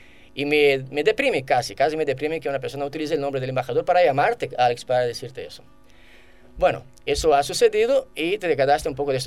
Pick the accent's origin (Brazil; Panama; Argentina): Brazil; no me representa como ciudadano brasileño